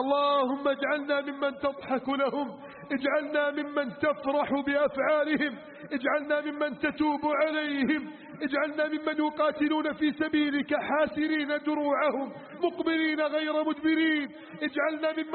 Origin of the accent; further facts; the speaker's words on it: Egypt; واجعل بلدنا مصر آمنا مطمئنا وسائر بلاد